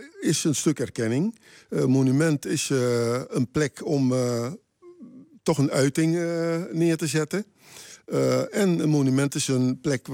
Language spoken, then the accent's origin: Dutch; Curaçao; also born or lived in Suriname; Ik ben geboren op Curaçao. Mijn moeder is van Curaçao. En mijn vader is van Surinaamse afkomst.